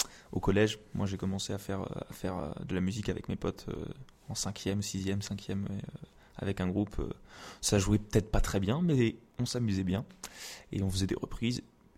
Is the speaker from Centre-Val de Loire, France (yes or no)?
yes; Blois, Centre-Val de Loire, France; Je suis originaire de Blois et je suis étudiant à Tours. Mais je suis né à Blois, à Blaisois.